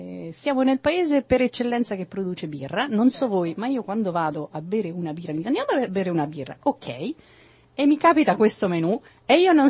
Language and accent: Italian; Marche, Italy; Che è un vino delle mie parti.